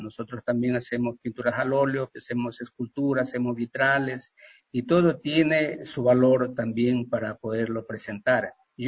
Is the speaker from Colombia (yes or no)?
no; Ecuador; Entonces yo le decía, pues vengo del Ecuador.